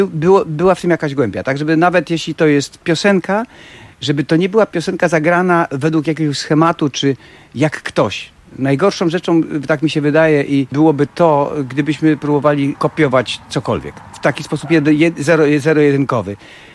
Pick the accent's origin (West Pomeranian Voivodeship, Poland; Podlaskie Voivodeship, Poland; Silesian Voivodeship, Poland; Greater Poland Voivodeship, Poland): Silesian Voivodeship, Poland; Częstochowa; now in Toruń, Poland; siedzimy w Toruniu, każdy z nas pochodzi tysiąc ze Szczecina, ja jestem z Częstochowy.